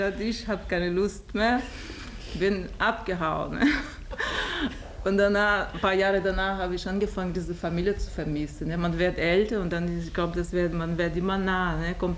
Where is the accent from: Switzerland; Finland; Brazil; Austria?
Brazil; German is a second language; now in Germany; Dann gibt es so Details und Sachen aus Brasilien, die an meine Heimat immer erinnert.